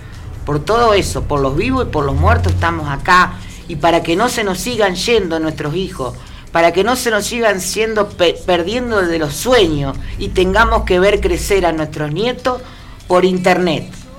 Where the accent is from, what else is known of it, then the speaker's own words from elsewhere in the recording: Argentina; tenemos que nosotros como argentinos, como ciudadanos, pensarnos